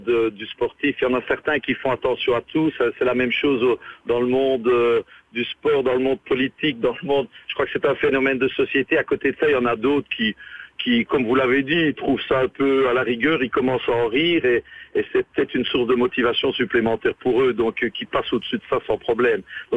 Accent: Liège, Wallonia, Belgium; en tant que liégeois et fier de l'être, et surtout fier justement de cette ville et de cette magnifique province

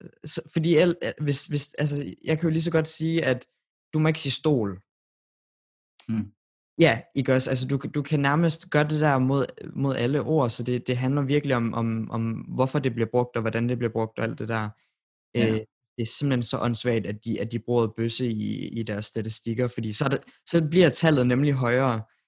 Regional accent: Randers, Central Denmark Region, Denmark; nu er jeg fra Randers, og det er jo ikke en by, hvor der er særlig mange LGBT-personer i forhold til København.

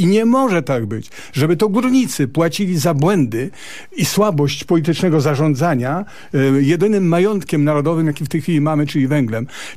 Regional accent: Silesian Voivodeship, Poland; Ale ja jestem ze Śląska.

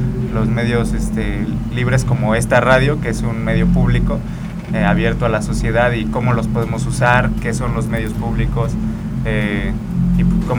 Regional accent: Jiutepec, Morelos, Mexico; ya hemos venido trabajando aquí en Jutepec y pues nos interesa mucho, somos de Jutepec.

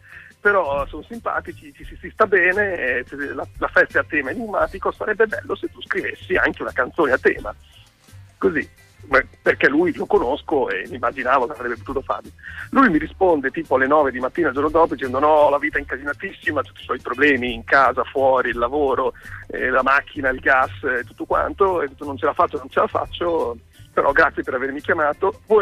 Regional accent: Emilia-Romagna, Italy; Io sono localista. Esatto, sono romagnolo. Sono romagnolo mio malgrado.

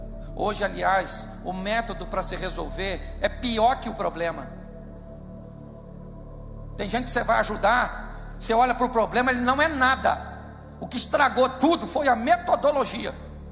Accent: Rio de Janeiro, Brazil; Eu sou carioca, mas sou convertido.

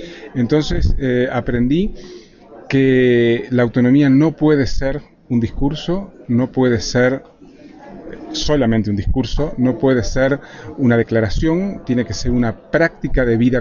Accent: Uruguay; vengo de Uruguay

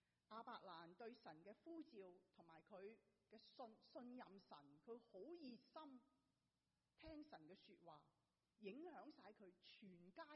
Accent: Hong Kong; moved away as an adult; now in United States; 我由香港来到美国读大学

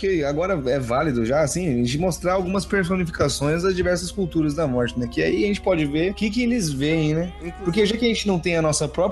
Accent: Brazil; eu falo isso porque eu sou brasileiro.

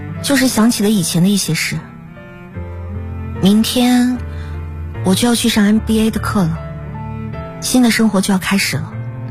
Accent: northern China, China; now in Guangzhou, China; 其实我是北方人，老家在一个五线小城市。大学毕业后我就去了广州工作

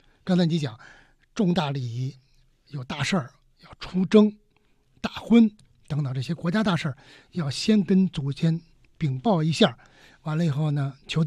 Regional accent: China; 就我们中国人啊，特别聪明

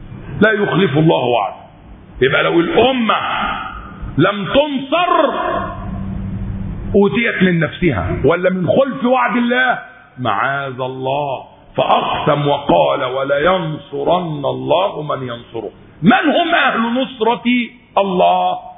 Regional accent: Egypt; كما يقال عندنا في مصر لا يودي ولا يجيب

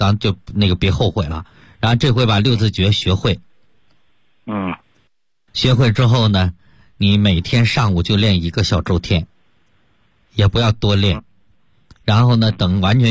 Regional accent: China; 让我们中国人呢 可以说真正的扬眉吐气了啊

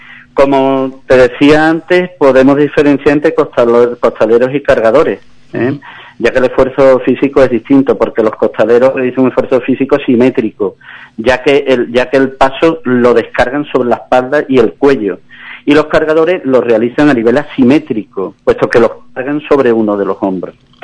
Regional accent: Algeciras, Andalusia, Spain; yo cuando tenía de 16 a 21 años estuve cargando en mi pueblo natal, Algeciras.

